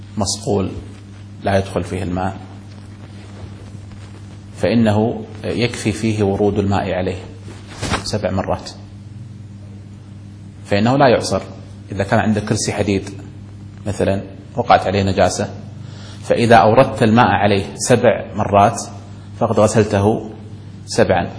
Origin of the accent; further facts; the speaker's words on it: Kuwait; نسمع في الكلام الدارج عندنا في الكويت